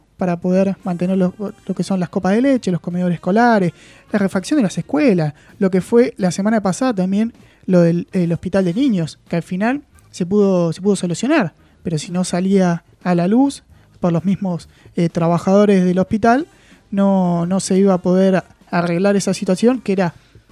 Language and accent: Spanish; La Plata, Buenos Aires Province, Argentina; nos compete a todos los que somos los bonaerenses y también a los platenses